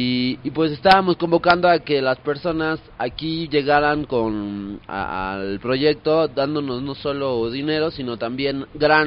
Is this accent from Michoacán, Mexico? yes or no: no; Mexico City, Mexico; pues yo soy acá del DF.